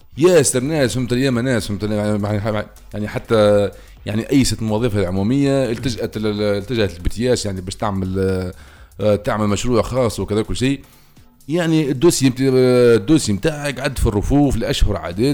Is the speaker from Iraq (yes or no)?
no; Tunisia; ما أنا إلا توانسة كما توانسة